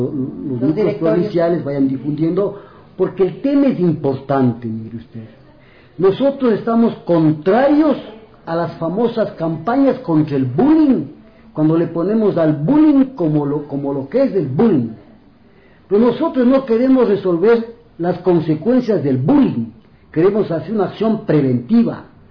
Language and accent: Spanish; Ecuador; Para nosotros, incluso como ecuatorianos, es un orgullo